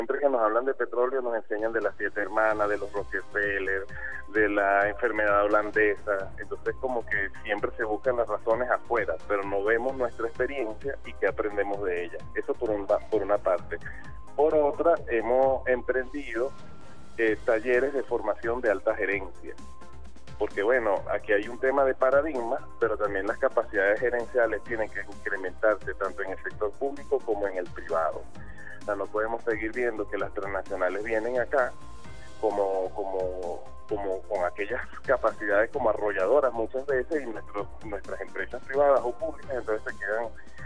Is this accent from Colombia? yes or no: no; Venezuela; nuestra identidad como venezolanos.